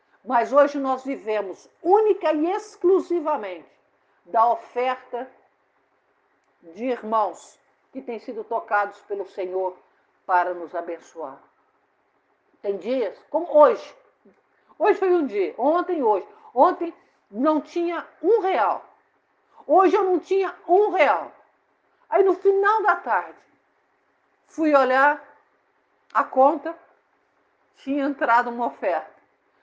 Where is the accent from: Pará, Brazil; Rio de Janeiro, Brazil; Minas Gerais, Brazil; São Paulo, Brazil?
Minas Gerais, Brazil; Sou mineira, né? Mineira adora queijo.